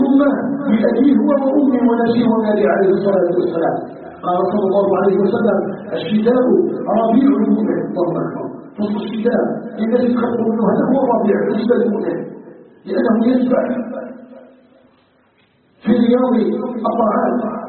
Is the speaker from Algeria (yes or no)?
yes; Algeria